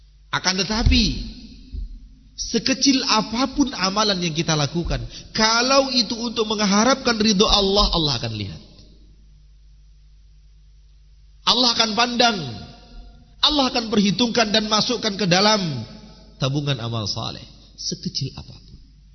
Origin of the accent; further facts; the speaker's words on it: Sumatra, Indonesia; Kalau istilah kami orang Sumatera, nambah tai gigi.